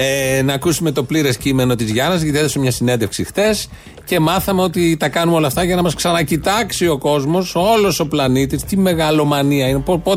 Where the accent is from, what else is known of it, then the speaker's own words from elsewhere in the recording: Greece; Επειδή είμαι Έλληνας, τα λέω όλα αυτά ακριβώς.